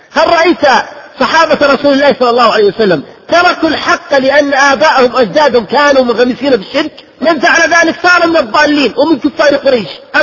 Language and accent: Arabic; Najd, Saudi Arabia; ممن نشأوا في بلادي نجد بالتحديد